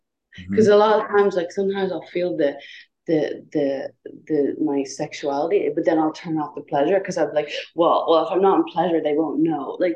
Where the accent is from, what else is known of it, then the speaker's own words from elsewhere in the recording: Ireland; Cause, I grew up in Ireland, you know what I mean?